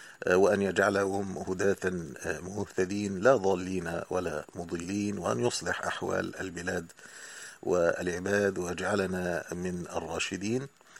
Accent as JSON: {"language": "Arabic", "country": "Egypt", "said": "المدارس الأهلية تسمى عندنا في مصر المدارس الخاصة"}